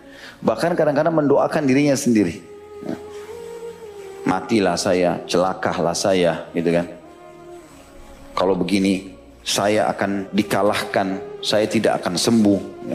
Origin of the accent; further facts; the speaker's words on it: Makassar, South Sulawesi, Indonesia; karena kebetulan juga saya dari Makassar gitu kan. Tapi ada tradisi kami di Makassar